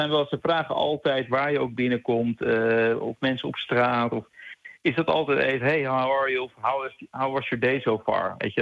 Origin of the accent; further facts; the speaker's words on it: Netherlands; now in New York, United States; Nu hebben wij denk ik ook als Nederlander wel, want het klinkt nu heel negatief voor hoe wij dan misschien overkomen.